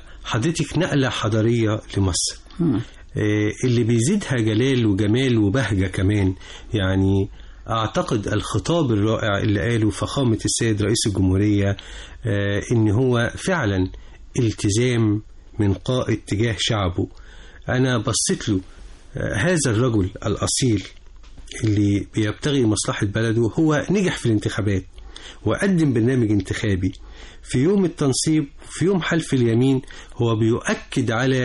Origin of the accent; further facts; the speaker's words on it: Egypt; أنا بقيت في بلدي، أنا بلدي.